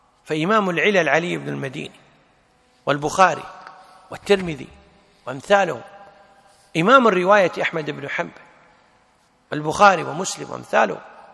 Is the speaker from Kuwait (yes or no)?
yes; Kuwait; مثل الآن عندنا في الكويت في ميثاق المسجد